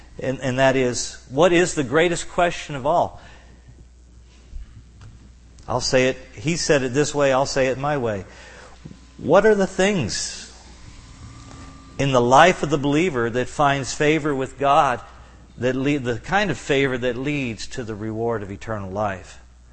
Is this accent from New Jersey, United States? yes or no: no; Kentucky, United States; I remember being about 14 years of age, and I'm from Kentucky